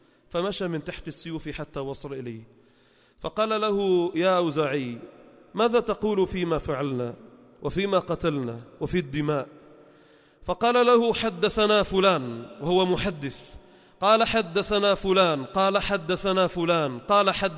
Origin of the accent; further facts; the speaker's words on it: Beirut Governorate, Lebanon; وقبره عندنا في لبنان في بيروت المحروسة